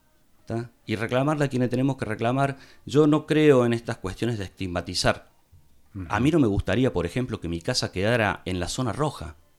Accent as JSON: {"language": "Spanish", "town": "Capilla del Monte", "region": "Córdoba", "country": "Argentina", "said": "Por lo menos los que somos de Capilla del Monte conocemos todos."}